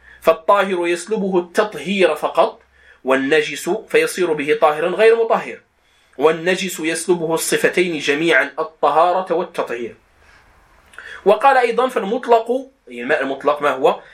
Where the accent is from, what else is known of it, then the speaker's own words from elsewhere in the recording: Morocco; accent: Moroccan; يعني بدارجتنا المغربية نقول الخز لهذا الطحلب